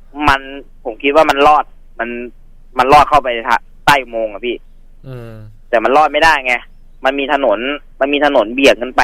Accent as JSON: {"language": "Thai", "region": "Saraburi", "country": "Thailand", "said": "ผมเป็นคนสระบุรีนะ"}